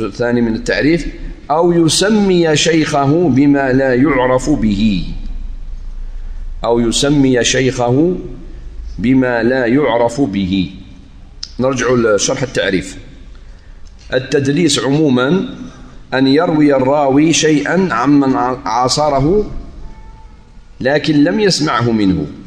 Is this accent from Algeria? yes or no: yes; Algeria; ممكن مدينة دلس اللي عندنا في الجزائر مأخوذة من هذا